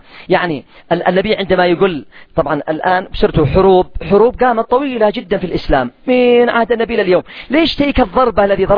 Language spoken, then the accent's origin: Arabic; Yemen; سعر الدقيق والقمح عندنا في اليمن ما تقلش عن 300 ريال.